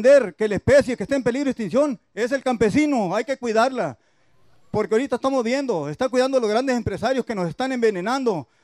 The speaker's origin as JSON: {"language": "Spanish", "town": "Bacuachi", "region": "Sonora", "country": "Mexico", "said": "Yo vengo del municipio de Bacuachi, primer municipio afectado por el río Sonora"}